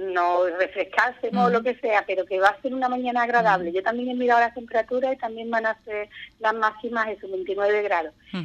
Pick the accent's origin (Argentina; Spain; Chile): Spain; Andalusia; somos los andaluces, nos gusta mucho la cerveza